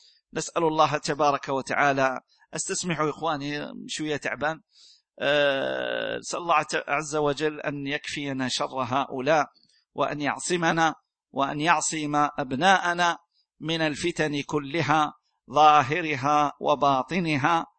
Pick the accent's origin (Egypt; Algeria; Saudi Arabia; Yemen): Algeria; يعني هذا عندنا في الجزائر